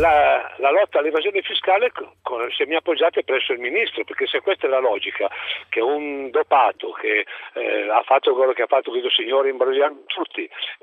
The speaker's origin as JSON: {"language": "Italian", "town": "Florence", "region": "Tuscany", "country": "Italy", "said": "No, io sono fiorentino."}